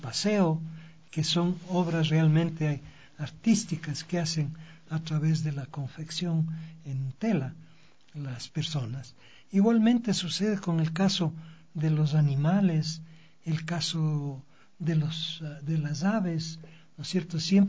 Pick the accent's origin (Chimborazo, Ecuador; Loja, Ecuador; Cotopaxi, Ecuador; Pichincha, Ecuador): Pichincha, Ecuador; Quito; yo como quiteño, como ecuatoriano, no puedo entrar a la compañía a fotografiar.